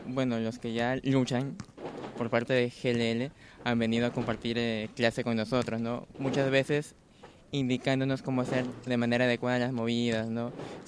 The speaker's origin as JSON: {"language": "Spanish", "region": "Lambayeque", "country": "Peru", "said": "yo soy de Lambayeque, del norte del Perú."}